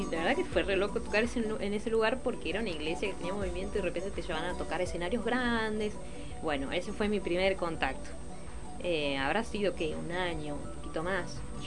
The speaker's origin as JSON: {"language": "Spanish", "town": "San Miguel", "region": "Buenos Aires Province", "country": "Argentina", "tie": "born or raised there", "lives_now": "San Luis, Argentina", "said": "yo nací en Buenos Aires. Me crié en las afueras, al oeste, San Miguel, se llama la ciudad."}